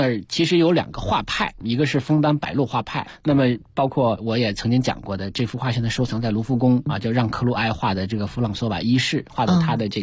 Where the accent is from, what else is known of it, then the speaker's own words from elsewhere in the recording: China; 作为中国人嘛，那还是很想去看一看这些。